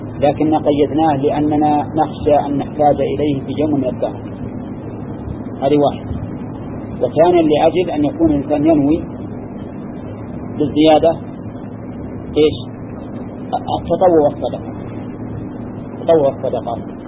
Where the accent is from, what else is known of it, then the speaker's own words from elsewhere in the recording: Al-Qassim, Saudi Arabia; أقل من هذا الصاع الموجود عندنا في القصيم